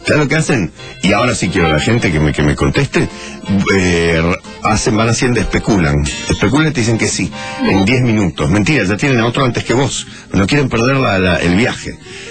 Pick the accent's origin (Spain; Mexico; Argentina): Mexico; Ante todo, en mi país, México, se saluda.